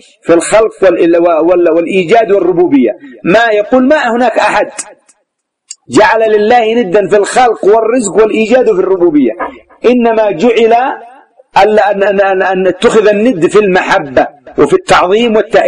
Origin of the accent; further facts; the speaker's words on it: Yemen; وتسمى عندنا في اليمن إيش؟ الطاحون، مطحن